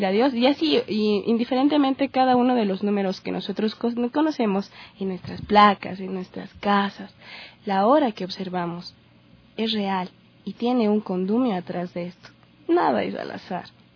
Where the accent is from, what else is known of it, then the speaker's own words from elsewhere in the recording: Quito, Pichincha, Ecuador; soy de Quito. Trabajo en el arte escénico, soy bailarina, soy actriz